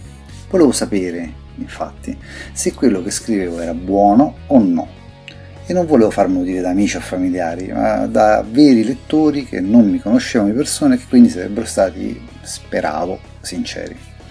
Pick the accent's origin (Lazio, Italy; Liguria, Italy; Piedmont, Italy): Lazio, Italy; Rome; born there; Sono nato a Roma nel 1967, in piena generazione X, diciamo